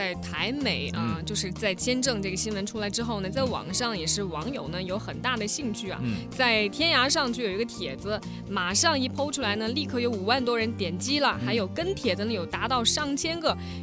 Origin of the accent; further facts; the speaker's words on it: China; 那是我们中国人可能去国外的难，国外呢来咱们中国也不容易